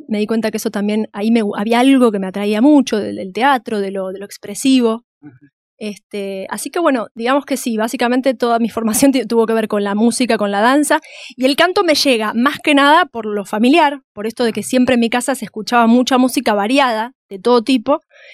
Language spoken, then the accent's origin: Spanish; Villa Luro, Buenos Aires, Argentina; born there; Yo nací en Villaluro.